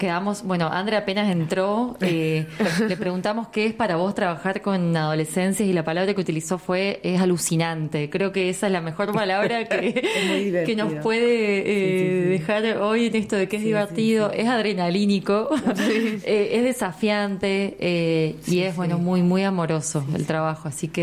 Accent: Villa Mercedes, San Luis, Argentina; yo soy de Villa Mercedes y veníamos así a pasar el día.

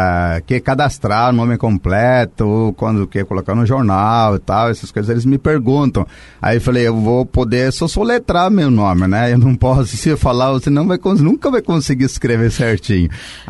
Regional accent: India; now in Brazil; Lá na Índia ainda, sabe? Isso na época quando tinha 15 anos. Então isso foi em 1989

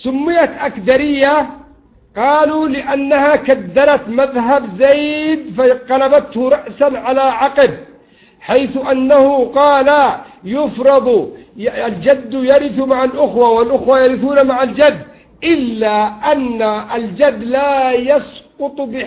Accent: Yemen; يقولون بالذات أهل اليمن، وأنا يمني

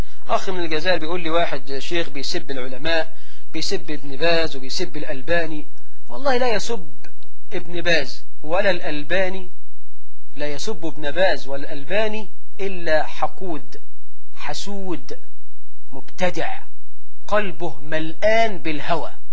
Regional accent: Egypt; واجعل بلدنا مصر آمنة مطمئنة رخاء سخاء

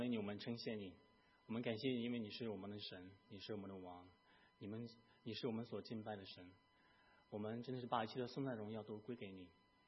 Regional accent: Shandong, China; born there; 我出生在山东的一个县城，我所在的县城它的土地大概也不怎么肥沃，好像它也不是怎么特别的靠海，就是它大概的情况是这个资源上面来讲大概是一般，但是它有一个独特的地方，它这个出产钻石

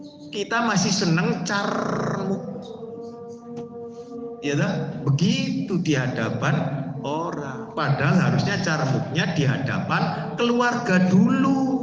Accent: East Java, Indonesia; Kadang-kadang karena seorang saya Jawa Timur, ya toh, keluar misuhnya.

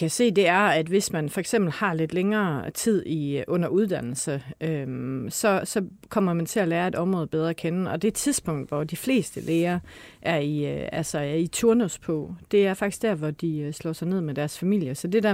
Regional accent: Struer, Central Denmark Region, Denmark; Jeg er selv opvokset ligesom Malene i udkantsområdet. Jeg er opvokset i Struer i Vestjylland.

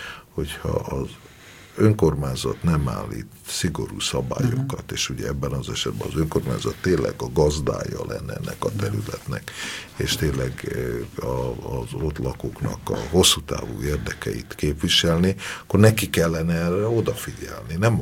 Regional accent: Budapest, Hungary; A budai várnegyedet mi imádjuk, mert mi itt nőttünk föl, és ez a miénk.

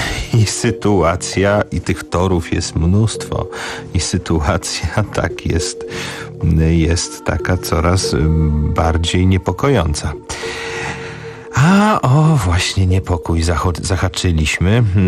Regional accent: Warsaw, Masovian Voivodeship, Poland; urodziłem się koło torów kolejowych, spędziłem dzieciństwo na warszawskiej Woli i tam są tory kolejowe prowadzące

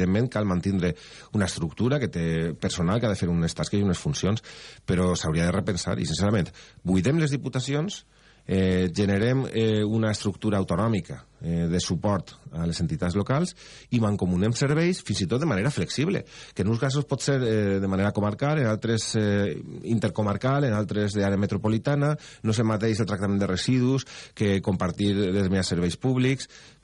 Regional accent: Algemesí, Valencian Community, Spain; Vaig ser faller al meu poble, al Gemessí, a la Falla Cabanilles

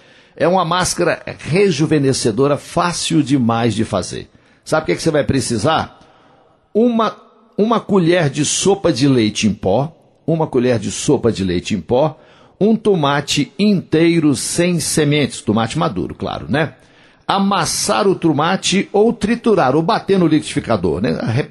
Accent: Coromandel, Minas Gerais, Brazil; vai ter o grande show de … lá na minha terra, em Coromandel.

